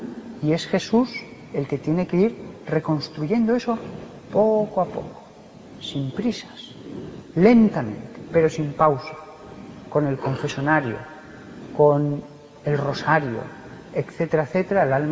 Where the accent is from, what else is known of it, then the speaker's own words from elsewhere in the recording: Barbastro, Aragon, Spain; Yo soy de Barbastro, 15.000 habitantes, no había ni un solo caso.